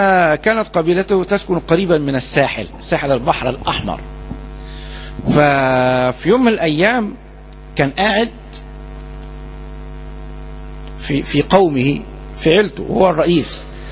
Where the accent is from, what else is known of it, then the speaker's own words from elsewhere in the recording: Alexandria, Alexandria Governorate, Egypt; احنا كلنا اسكندرانية